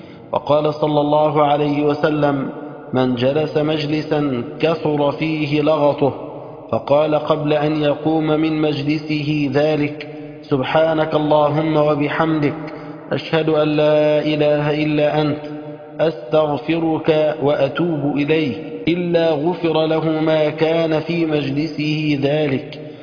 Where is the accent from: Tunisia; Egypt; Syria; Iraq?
Egypt; اللهم اجعل بلدنا مصر بلد الأمن والأمان.